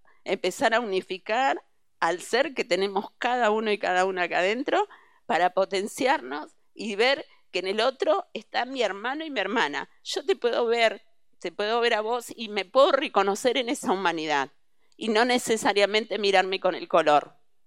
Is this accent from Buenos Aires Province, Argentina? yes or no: yes; Bahía Blanca, Buenos Aires Province, Argentina; vengo de la generación que era muy pequeña con la dictadura, pero me crié en Bahía Blanca, lo cual fue terrible.